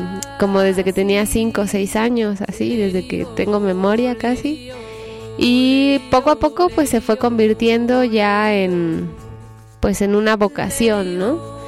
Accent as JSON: {"language": "Spanish", "country": "Mexico", "moved": "as an adult", "said": "Hace 8 años y medio salí de México y me fui a estudiar música a Italia, en Milán"}